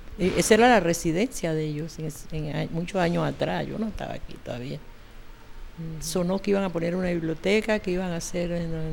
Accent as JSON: {"language": "Spanish", "town": "Chame", "region": "Panamá Oeste", "country": "Panama", "tie": "born or raised there", "also_born_or_lived": "Chitré", "said": "Yo nací en Chitré, pero me crié en Chame. Ahí hice mi escuela primaria, vine acá y con mi mamá y ya nos quedamos por Perejil. Primero vivimos en calle Primera, después vinimos acá."}